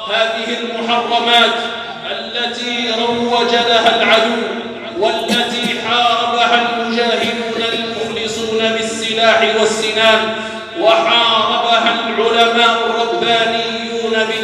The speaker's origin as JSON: {"language": "Arabic", "country": "Algeria", "said": "بلادنا الجزائر ولله الحمد بلادٌ إسلاميةٌ عربية"}